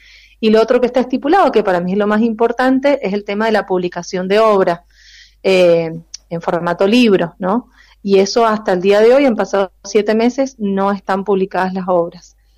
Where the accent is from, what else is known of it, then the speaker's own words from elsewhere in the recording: Mendoza, Argentina; Somos escritores mendocinos